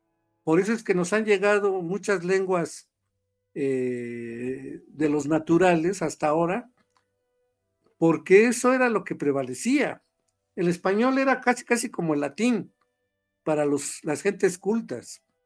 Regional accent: Mexico; nos permite explicar por qué somos los mexicanos como somos, ¿no?

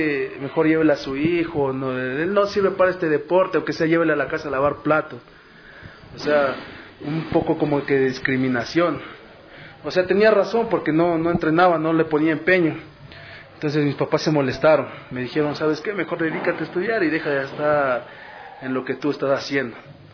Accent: Carchi, Ecuador; born there; yo nací en la provincia de Carchi, justamente el 4 de septiembre de 1992.

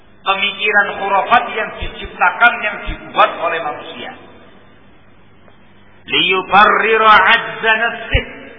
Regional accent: East Java, Indonesia; Saya orang asli Jawa Timuran.

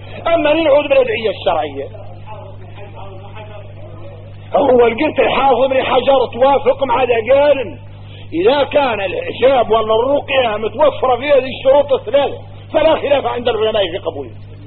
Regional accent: Mauritania; احنا موريتاني نعيش مدرستين مطاحنات

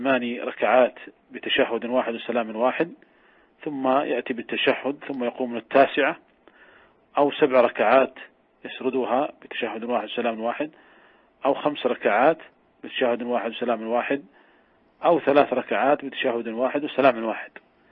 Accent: Saudi Arabia; قد كانت قديما عندنا في المملكة العربية السعودية

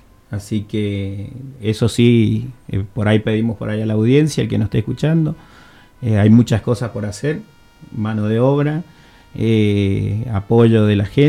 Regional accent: Guaymallén, Mendoza, Argentina; sí, somos todos de Guaymallén, vecinos

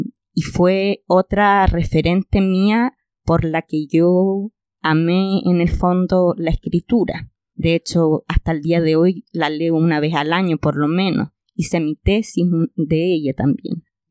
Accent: Concepción, Biobío, Chile; Yo iba caminando por Concepción, yo soy de Conce

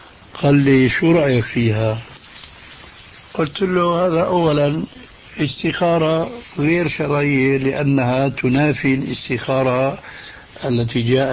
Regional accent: Damascus, Damascus Governorate, Syria; هذه كانت تستعمل عندنا في دمشق

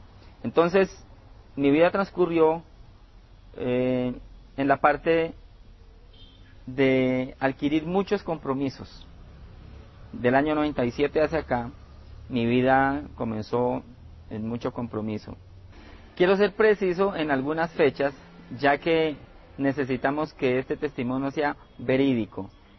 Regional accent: Bolívar, Cauca, Colombia; born there; Yo nací en Bolívar, departamento del Cauca, al sur de Colombia.

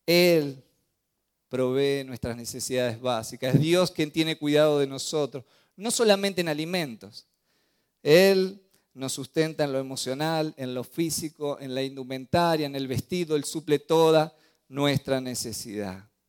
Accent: Argentina; born there; yo nací en Argentina, pero mi reino es del cielo.

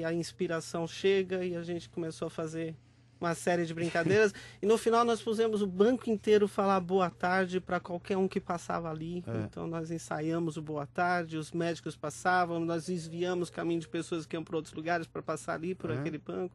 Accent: Santo André, São Paulo, Brazil; Eu sou de Santo André, aqui em São Paulo.

